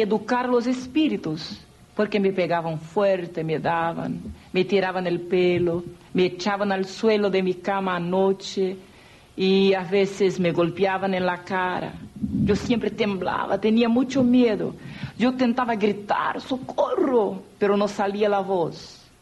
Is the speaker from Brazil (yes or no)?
yes; Brazil; Spanish is a second language; una vida consagrada a los espíritus, a las sectas que se caracterizan en mi país, Brasil, y muchas que se denominan como tipo Umbanda, Candomblé, y he llegado a la cumbre que se llamaría Quimbanda